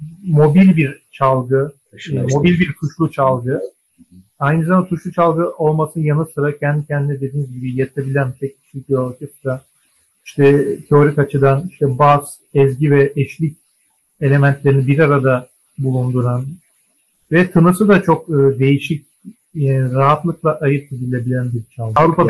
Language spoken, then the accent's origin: Turkish; Ankara, Turkey; Aslında benim Kafkas ya da bir de Balkan bağlantım yok. Doğma büyüme Ankaralıyım. Annem Erzurumlu, babam Elazığlı.